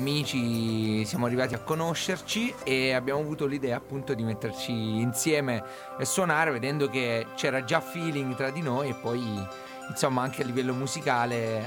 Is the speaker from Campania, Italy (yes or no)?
no; Apulia, Italy; vengo dalla Puglia.